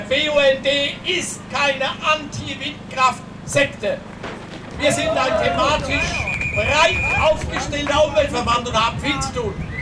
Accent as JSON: {"language": "German", "region": "Rhineland-Palatinate", "country": "Germany", "said": "schwöre ich als Pfälzer nicht auf Braunkohlestrom auf der Lausitz oder dem Aachener Revier"}